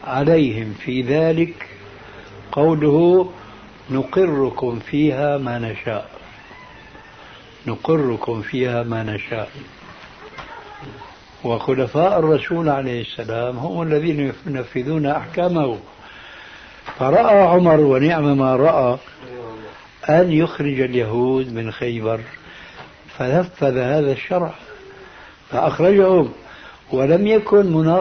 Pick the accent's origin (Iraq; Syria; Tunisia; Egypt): Syria; يلا كما يقولون عندنا في سوريا